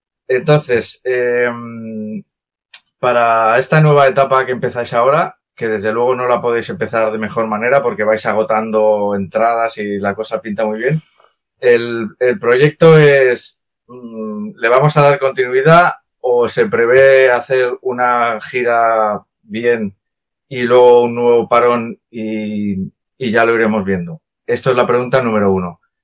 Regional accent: Tarragona, Catalonia, Spain; soy de Tarragona

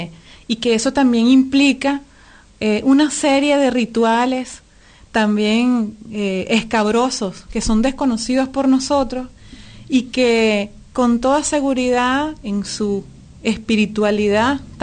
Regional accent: Venezuela; esto que nosotros denunciamos a cada instante como pueblo venezolano

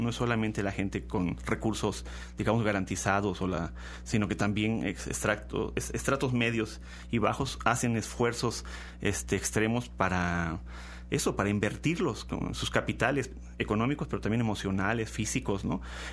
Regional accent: Mexico; otra vez pensamos como mexicanos

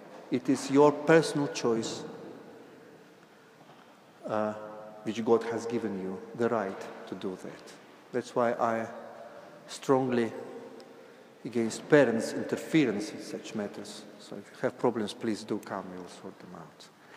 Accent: Russia; English is a second language; I was brought up in Soviet Union

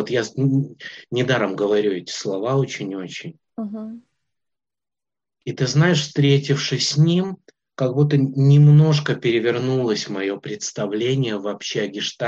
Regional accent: Minsk, Belarus; Я родом из Минска, я вернулся обратно в Минск.

